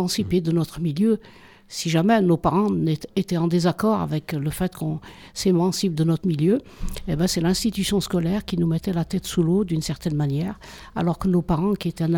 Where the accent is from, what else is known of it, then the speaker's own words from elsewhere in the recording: Saint-Étienne, Auvergne-Rhône-Alpes, France; born there; je suis née à Saint-Étienne et comme mes 8 frères et sœurs, mon père était mineur de fond.